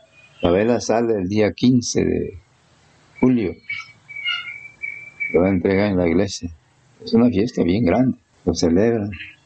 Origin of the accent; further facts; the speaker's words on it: Chiapa de Corzo, Chiapas, Mexico; Ahora ya somos chiapacorteños, ya no somos de Chiapulango, ¿no? Somos de Chiapa.